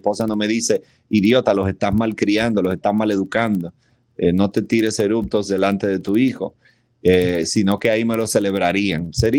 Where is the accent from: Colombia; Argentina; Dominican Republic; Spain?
Dominican Republic; soy un dominicano bastante atípico. Aquí la bebida es un deporte nacional.